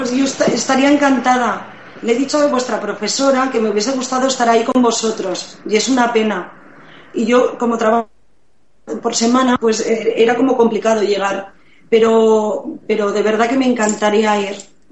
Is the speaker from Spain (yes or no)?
yes; Asturias, Spain; now in Madrid, Spain; Pues mira, yo soy asturiana.